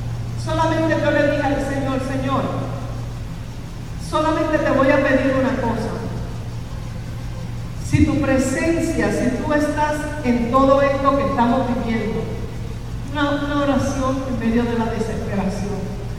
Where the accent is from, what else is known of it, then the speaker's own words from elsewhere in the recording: Mayagüez, Puerto Rico; Yo sí, nosotros somos de Mayagüez.